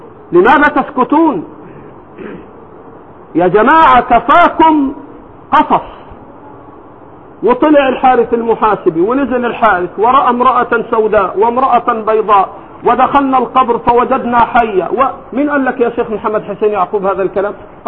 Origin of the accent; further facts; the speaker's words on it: Egypt; لكن عندنا في مصر الآن